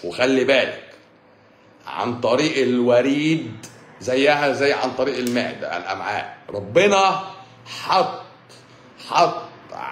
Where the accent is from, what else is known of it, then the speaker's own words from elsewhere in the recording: Egypt; now in Saudi Arabia; اروح القنصليه اقول لهم انا مصري وادي معايا البطاقه